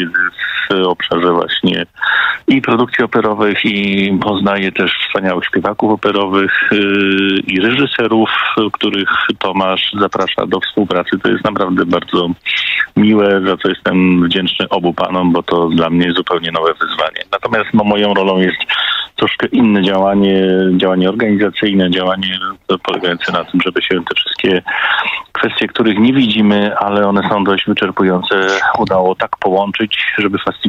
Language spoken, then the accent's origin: Polish; Łódź, Łódź Voivodeship, Poland; moved away as an adult; now in Kraków, Poland; przeprowadzka z Łodzi, bo to nasze Tomka i moje rodzinne miasto, w moim przypadku do Krakowa